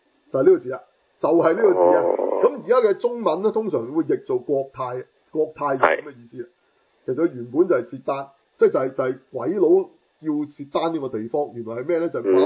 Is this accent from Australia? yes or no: no; China; 同埋我哋中国人嚟嘅